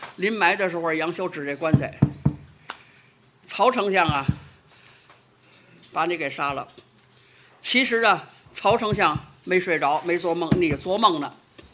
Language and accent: Chinese; Beijing, China; accent: Beijing dialect; 我们北京话不合姚姓